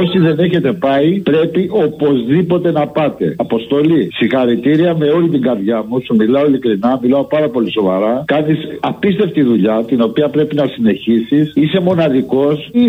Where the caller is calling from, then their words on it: Heraklion, Crete, Greece; από το Ηράκλειο.